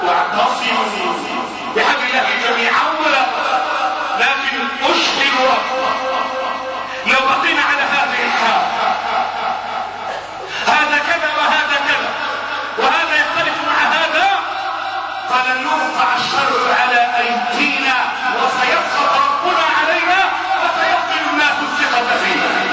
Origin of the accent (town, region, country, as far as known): Egypt